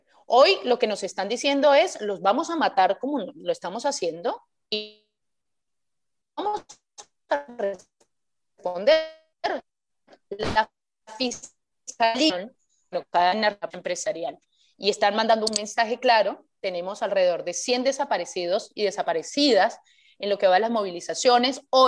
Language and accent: Spanish; Colombia; yo te lo digo como militante colombiana en el extranjero